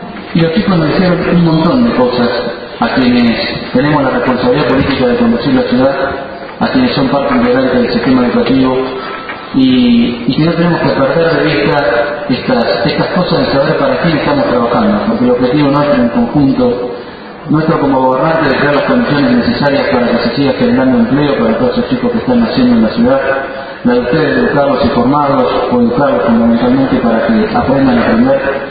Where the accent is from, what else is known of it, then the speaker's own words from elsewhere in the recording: Argentina; los argentinos hasta cantamos el himno con mucho más orgullo y mucha más pasión por la patria y por lo que sentimos como argentinos.